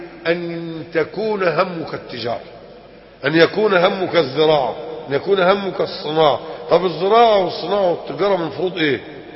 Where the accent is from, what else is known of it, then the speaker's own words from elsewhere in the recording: Egypt; كان عالما من العلماء الكرام الكبار عندنا في مصر، وكنت أتشرف بحضور دروسه وأنا في 14 من عمري، كنت في القاهرة